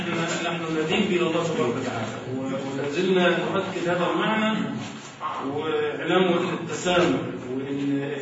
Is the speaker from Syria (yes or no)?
no; Egypt; من أمورنا كلنا كمصريين